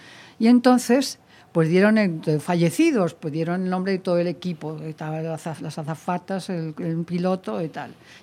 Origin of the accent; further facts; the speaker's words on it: Valencia, Valencian Community, Spain; born there; nací en Valencia porque mi padre estaba destinado como catedrático allí